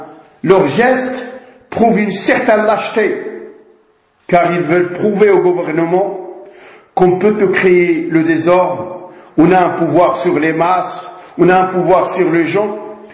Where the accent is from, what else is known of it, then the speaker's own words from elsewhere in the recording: Morocco; comme chez nous au Maroc